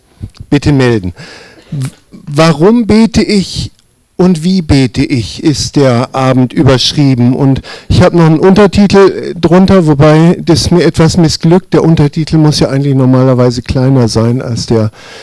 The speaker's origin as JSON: {"language": "German", "town": "Hanover", "region": "Lower Saxony", "country": "Germany", "moved": "as an adult", "lives_now": "Allgäu, Germany", "said": "7 Jahren im Allgäu. Familie ist seit 6 Jahren mit hier im Allgäu. Ich bin Wirtschaftsflüchtling, also bin aus Hannover gekommen."}